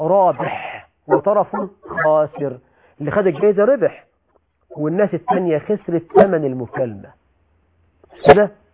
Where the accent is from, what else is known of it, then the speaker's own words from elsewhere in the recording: Egypt; عندنا في مصر بقى يقولك الخيمة الرمضانية